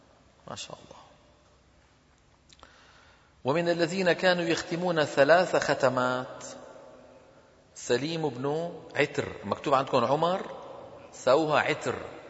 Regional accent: Damascus, Damascus Governorate, Syria; أنا من دمشق وحلب تبعد عننا تقريبا 400 كيلومتر،

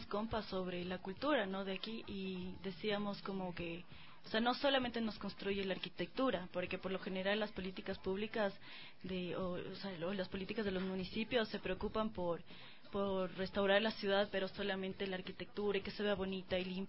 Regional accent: Quito, Pichincha, Ecuador; están construyendo nuestra identidad como quiteños

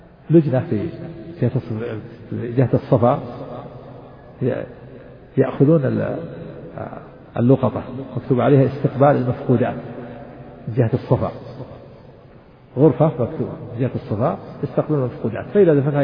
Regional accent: Najd, Saudi Arabia; ونحن عندنا في نجد نجعل بدلها الخوص

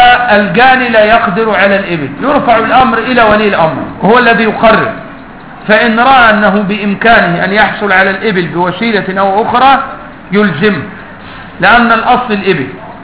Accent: Upper Egypt, Egypt; أنا صعيدي مثلك.

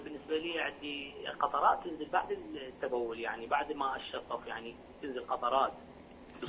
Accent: Hillah, Babylon Governorate, Iraq; يعني مثلا أنا من الحلة إذا أروح الكربلة أصلي تمام

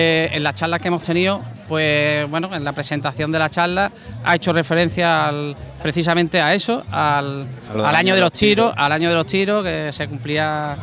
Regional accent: Huelva, Andalusia, Spain; vengo de Huelva, de la zona de Huelva y demás

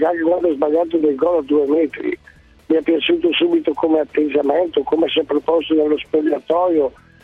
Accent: Padua, Veneto, Italy; Io sono di Padova

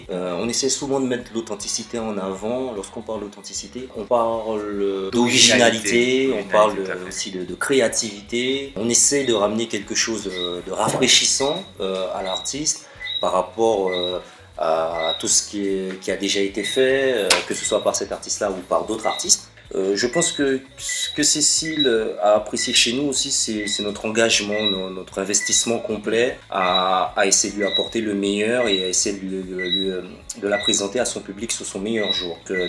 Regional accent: Martinique; on s'est pas souvent présentés en tant que Martiniquais. On s'est souvent présentés comme des Caribéens.

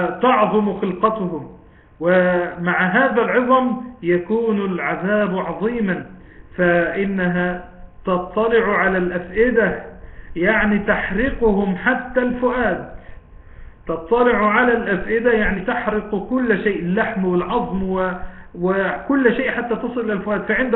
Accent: Egypt; طبعا ده مثل دارج عندنا بمصر

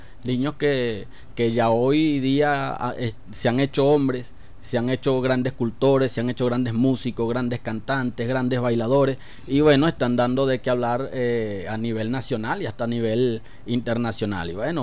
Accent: Guaribe, Guárico, Venezuela; Guaribe, claro, es lo máximo, como hay una de las consignas principales de mi pueblo, como Guaribe no hay.

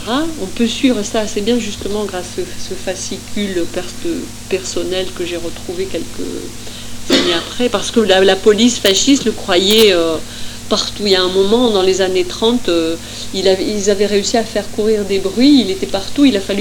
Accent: Esch-sur-Alzette, Luxembourg; born there; il passe à Esch-sur-Alzette. C'est ma ville natale.

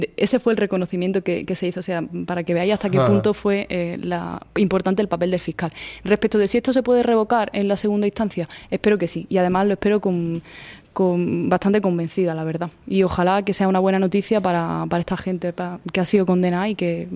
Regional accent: Spain; Yo soy española porque la ley dice que son españoles los hijos de padre y madre español, y mi padre es español, pero mi madre no es española, es de Nicaragua.

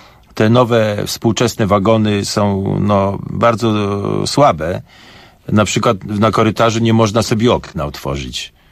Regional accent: Warsaw, Masovian Voivodeship, Poland; oczywiście jakby ktoś mnie spytał, skąd ja jestem, to ja jestem z Warszawy.

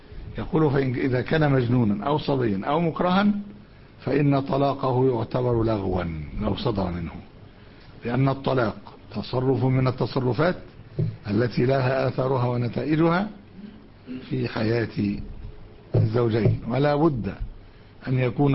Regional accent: Alexandria, Alexandria Governorate, Egypt; حتى في بقايا عندنا في اسكندرية

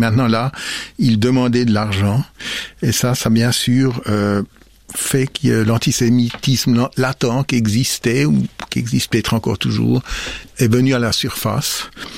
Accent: Switzerland; comme juif, alors j'ai dit pourquoi? Parce que je suis suisse.

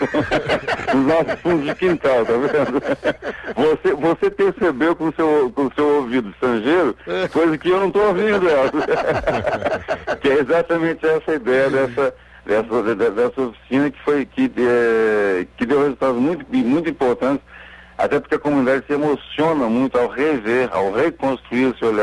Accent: Colatina, Espírito Santo, Brazil; moved away as an adult; now in Belo Horizonte, Brazil; Eu sou capixaba, nasci em Colatina, no Espírito Santo, e mineirei nos anos 70.

